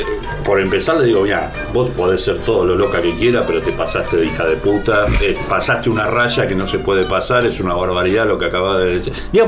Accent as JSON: {"language": "Spanish", "region": "Buenos Aires", "country": "Argentina", "tie": "born or raised there", "said": "porque yo nací y vivo en La Boca y aunque todos los días espero el subte, no pasa."}